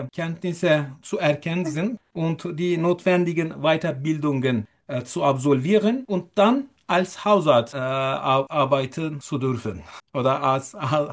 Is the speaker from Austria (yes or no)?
no; Turkey; German is a second language; moved away as an adult; now in Simmerath, Germany; ich komme aus der Türkei. Ich bin 41 Jahre alt und ich lebe seit etwas mehr als 2,5 Jahren in Deutschland.